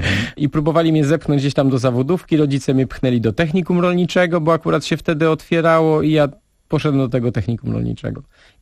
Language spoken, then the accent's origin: Polish; Nowe Miasto Lubawskie, Warmian-Masurian Voivodeship, Poland; a ja urodziłem się w Nowym Mieście i tam chodziłem do szkoły podstawowej i później do technikum rolniczego